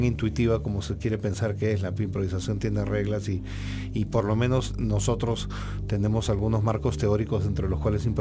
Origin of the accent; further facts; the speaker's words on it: Peru; now in Mexico; yo vivía acá, yo soy peruano, pero regresé al Perú entre el 2012 y el 2016